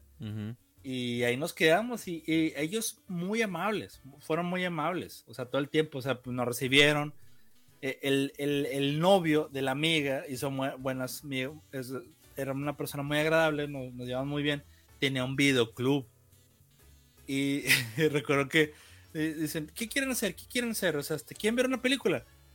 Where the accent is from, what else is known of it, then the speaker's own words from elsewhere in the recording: Monterrey, Nuevo León, Mexico; mire, estos son los papeles, somos de Monterrey, esta es mi dirección, mire mi INE, ¿no?